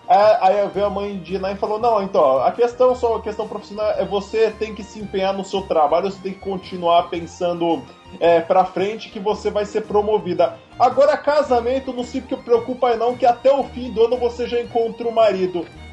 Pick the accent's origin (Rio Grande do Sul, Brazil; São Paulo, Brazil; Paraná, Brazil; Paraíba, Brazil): São Paulo, Brazil; Cubatão; Eu, quando era criança, eu morava em Cubatão, né? Cidade ali do litoral de São Paulo.